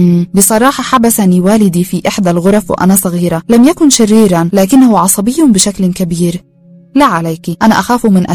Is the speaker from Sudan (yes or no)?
no; Nile Delta, Egypt; ونحن ذاهبان لبلدتنا في دلتا مصر